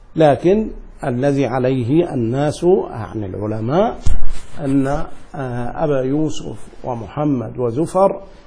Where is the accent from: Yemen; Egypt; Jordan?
Egypt; Upper Egypt; من جنوب القاهرة يسمى صعيد، وأنا من صعيد مصر، أنا صعيدي.